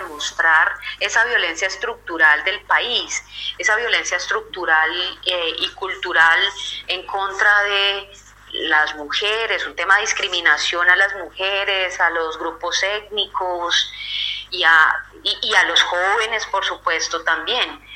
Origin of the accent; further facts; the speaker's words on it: Cauca, Colombia; now in Cali, Colombia; yo soy del norte del Cauca, soy de zona rural, llego desplazada a Cali también, producto del conflicto armado colombiano